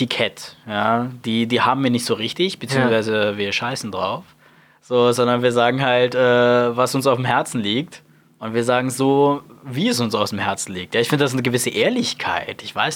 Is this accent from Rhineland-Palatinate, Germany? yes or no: no; Berlin, Germany; Ich bin auch nicht in Berlin geboren. Ich bin zwar als Kleinkind nach Berlin gezogen und auch hier aufgewachsen, aber auch ich bin kein gebürtiger Berliner.